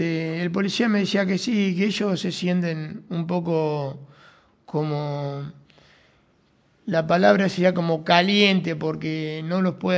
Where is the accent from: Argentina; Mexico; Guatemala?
Argentina; Cañuelas, Buenos Aires Province; yo soy una persona de trabajo, de Cañuela, que nací acá en Cañuela, tengo 56 años